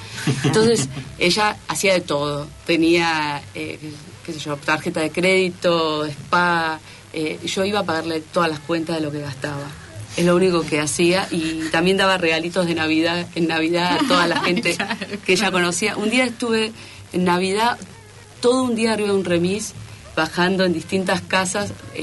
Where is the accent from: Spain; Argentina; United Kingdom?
Argentina; Buenos Aires; Yo me crié en Palermo Viejo, cuando era Palermo Viejo, nada más.